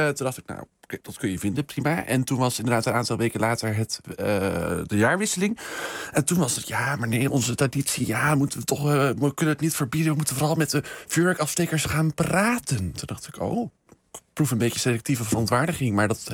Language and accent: Dutch; Rotterdam, South Holland, Netherlands; Maar ik zou het als Rotterdammer zelf niet over mijn hart krijgen